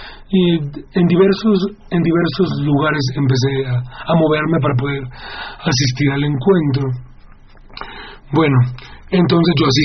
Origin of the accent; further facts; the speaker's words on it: Mexico; nosotros como mexicanos nos interesó mucho integrarnos